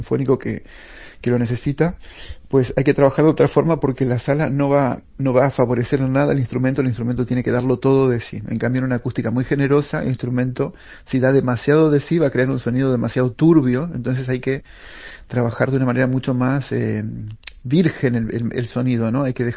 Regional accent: Paysandú, Uruguay; yo crecí en Paysandú, en la Plaza Constitución, justo en la iglesia, frente a donde está la iglesia principal, que es donde está el órgano.

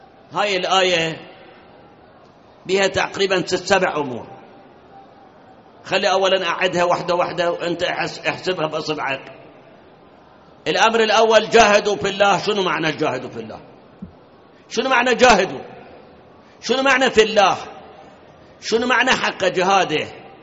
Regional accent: Iraq; فد مرة ركبنا سيارة تاكسي في مكة، عرف إحنا عراقيين

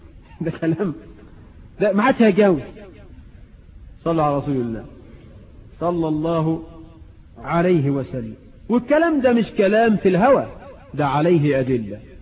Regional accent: Egypt; والعرف عندنا في مصر عموما ان تخدم المرأة

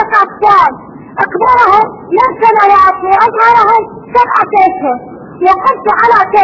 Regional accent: Iraq; اسمعني يا شيخنا. أنا من العراق.

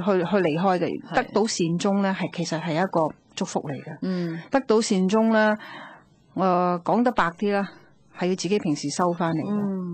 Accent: Guangdong, China; 佢我哋广东人有一句说话啦

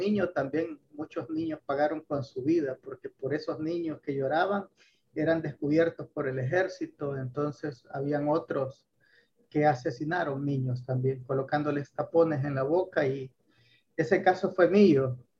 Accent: El Salvador; also born or lived in Honduras; Nazco aquí después del asesinato de Monseñor Romero, por cierto, en una guinda. Había comenzado la guerra en mi país.

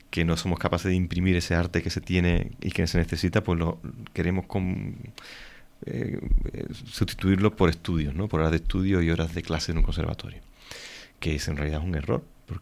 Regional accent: Sanlúcar la Mayor, Andalusia, Spain; Yo me tengo que volver a mi tierra, Sanlúcar la Mayor, yo soy sanluqueño

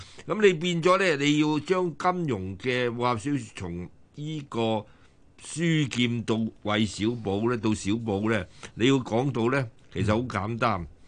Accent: Macau; 我打擂，我喺澳門。我在澳門大的，都是小路仔，我阿爸啲嗰時喺澳門生活嘅，所以我喺澳門目睹嘅。

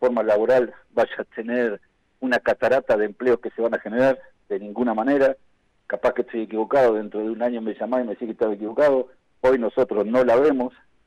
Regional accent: Argentina; nosotros también somos argentinos, vivimos acá

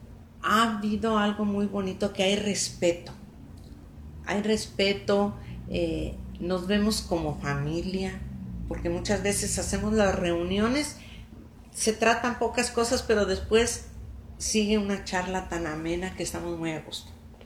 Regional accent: Contrahierba, San Luis Potosí, Mexico; mi mamá era de la capital, de San Luis. Yo nací en San Luis, pero yo creo que 4 o 5 días me llevaron a Contrahierba, y allí viví hasta que me casé.

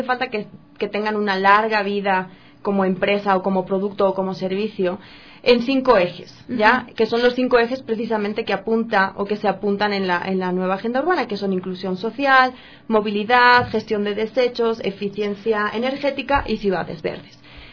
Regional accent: Spain; now in Quito, Ecuador; Yo soy española, llevo viviendo 7 años aquí

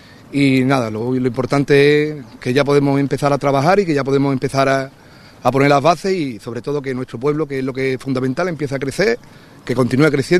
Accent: Ubrique, Andalusia, Spain; se me apareció la posibilidad de ser candidato de mi pueblo, de Ubrique

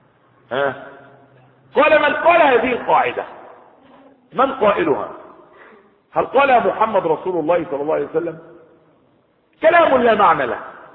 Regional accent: Egypt; يعني في بلده مش عندنا في مصر

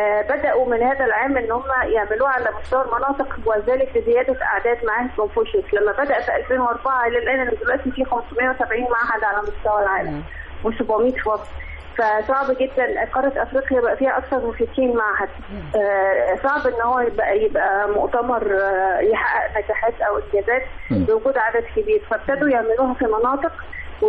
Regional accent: Egypt; احنا عندنا في مصر مدرسة واحدة بس

